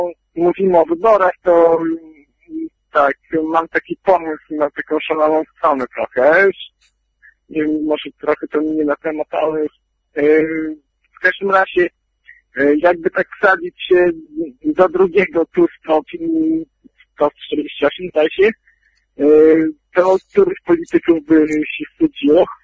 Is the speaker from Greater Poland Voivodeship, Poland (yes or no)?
no; Białystok, Podlaskie Voivodeship, Poland; No ja z Białegostoku jestem, w Podlasie.